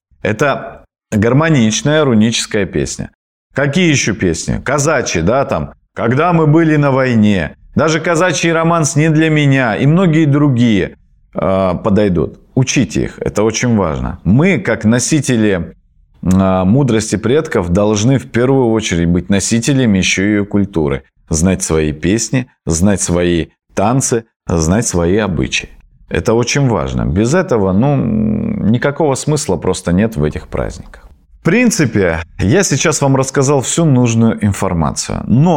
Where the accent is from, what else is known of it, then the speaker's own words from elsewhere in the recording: Krasnoyarsk Krai, Russia; вот я, например, с Таймыра, у нас там в минус 50 мы бегали по перунному пути